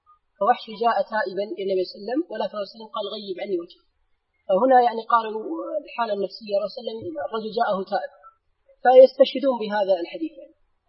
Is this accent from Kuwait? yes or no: yes; Kuwait; هناك يعني عندنا في الكويت بين مجموعة الشباب